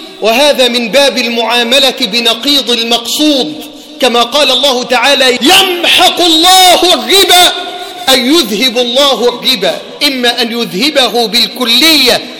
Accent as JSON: {"language": "Arabic", "country": "Egypt", "said": "وطهر بلدنا مصر واحة للأمن والأمان وسائر بلاد"}